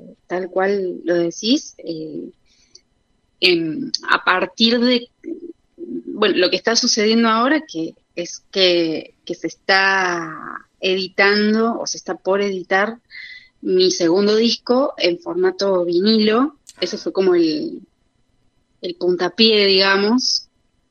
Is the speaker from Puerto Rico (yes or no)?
no; Córdoba, Argentina; now in Buenos Aires, Argentina; yo también soy de Córdoba capital originalmente